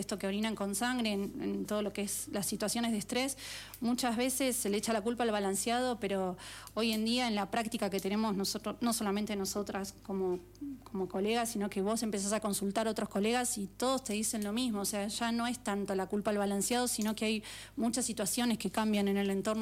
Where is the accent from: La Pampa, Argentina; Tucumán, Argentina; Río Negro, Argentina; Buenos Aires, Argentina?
Buenos Aires, Argentina; Incluso yo que vengo de Buenos Aires, donde todo es un departamento